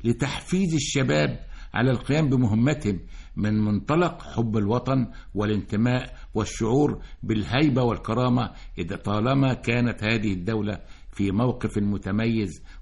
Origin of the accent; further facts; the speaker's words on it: Egypt; أنا مصري أعمل أستاذا دائما في مصر